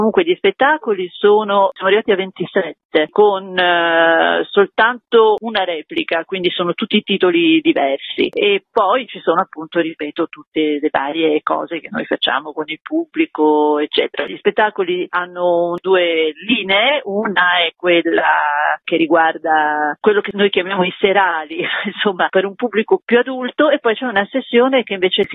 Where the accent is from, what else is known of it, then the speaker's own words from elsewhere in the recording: Genoa, Liguria, Italy; io sono genovese, cresciuta praticamente con i suoi disegni